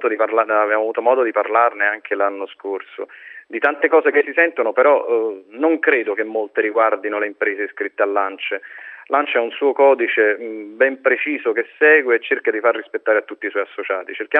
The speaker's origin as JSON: {"language": "Italian", "town": "Naples", "region": "Campania", "country": "Italy", "said": "Nei territori un attimino più degradati del meridione, io vengo da Napoli"}